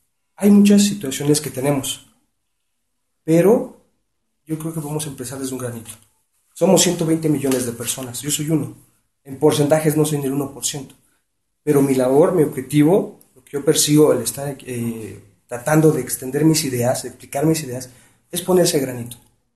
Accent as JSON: {"language": "Spanish", "town": "Iztapalapa", "region": "Mexico City", "country": "Mexico", "tie": "born or raised there", "also_born_or_lived": "Nezahualcóyotl", "said": "Yo nací en Nezahualcóyotl, he radicado mi vida en la colonia Renovación, Iztapalapa."}